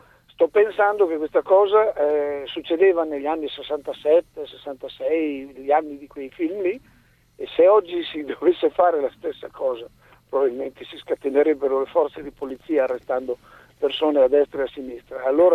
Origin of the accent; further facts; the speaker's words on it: Lombardy, Italy; nel mio paese, un paese del basso mantovano, ricco di portici